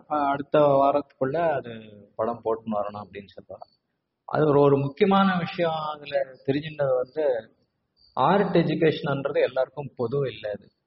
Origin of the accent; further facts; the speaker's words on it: Hyderabad, Telangana, India; also born or lived in Bangalore; அடியே பிறந்ததெல்லாம் வந்து பெங்களூர்.